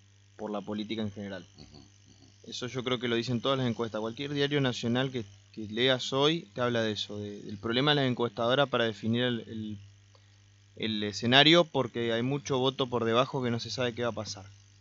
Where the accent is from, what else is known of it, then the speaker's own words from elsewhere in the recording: Argentina; ¿Qué necesitamos como argentinos para transformarnos?